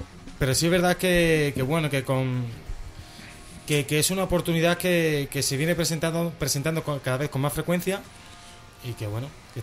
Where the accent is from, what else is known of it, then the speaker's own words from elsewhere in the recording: Spain; Pero aquí en España tenemos siempre ese pequeño matiz, que me duele decirlo porque es mi tierra